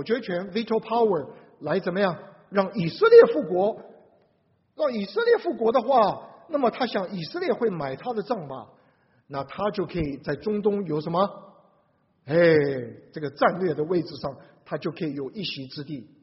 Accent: Taiwan; 你们在座大部分都中国大陆来，我是台湾来的

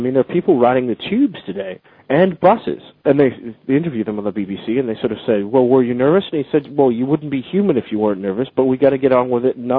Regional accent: United States; now in London, United Kingdom; I'm an American who lives in London, who uses English expressions and has been here over half my life.

